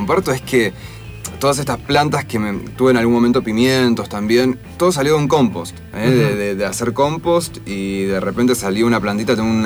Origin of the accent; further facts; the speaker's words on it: Argentina; Somos argentinos y porque somos conocidos en el mundo.